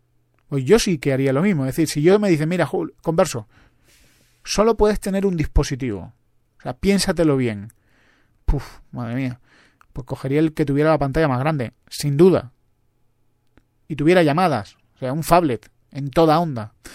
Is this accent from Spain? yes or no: yes; Spain; now in Madrid, Spain; Pero yo soy español, yo conozco la realidad española. Y yo vivo en Madrid.